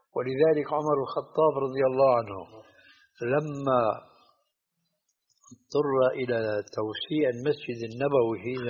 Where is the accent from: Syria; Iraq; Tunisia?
Syria; هذه عندنا في الشام تسمى بالصاية